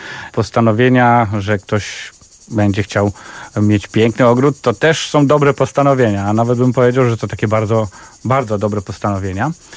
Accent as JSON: {"language": "Polish", "region": "Kuyavian-Pomeranian Voivodeship", "country": "Poland", "tie": "born or raised there", "said": "wychowałem się w malutkiej miejscowości na Kujawach, więc tam od dziecka, miejscowości otoczonej lasami"}